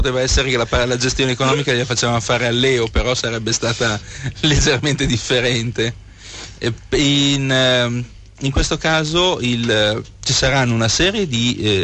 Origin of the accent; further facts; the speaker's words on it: Milan, Lombardy, Italy; Siamo di Milano.